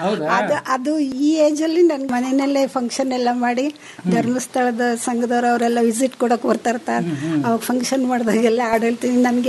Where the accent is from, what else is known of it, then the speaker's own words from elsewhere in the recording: Bengaluru, Karnataka, India; ಬೆಂಗಳೂರಿನಲ್ಲೇ ಹುಟ್ಟಿ ಬೆಳೆದಿದ್ದು ಸರ್ ನಾವು.